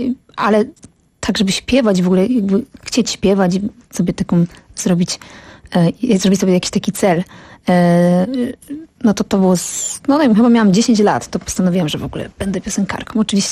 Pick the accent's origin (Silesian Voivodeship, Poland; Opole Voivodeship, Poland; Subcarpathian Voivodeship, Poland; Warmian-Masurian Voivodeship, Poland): Silesian Voivodeship, Poland; Pradła; now in Kraków, Poland; ja pochodzę z Pradeł. To jest taka mała miejscowość w województwie śląskim. No a obecnie od 10 lat mieszkam w Krakowie.